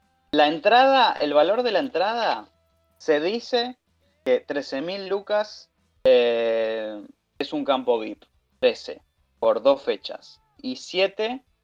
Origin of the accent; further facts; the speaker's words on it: Buenos Aires, Argentina; para los que somos de Buenos Aires o de zonas no tan aledañas